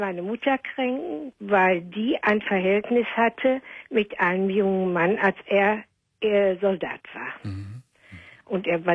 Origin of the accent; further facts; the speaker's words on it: Nettelstedt, North Rhine-Westphalia, Germany; also born or lived in Herne; da sind wir vor Nettelstedt, als mein Vater dann in Herne, wir sind aus Herne geboren, in Herne wieder eine Arbeit hatte, sind wir von Nettelstedt nach Herne gezogen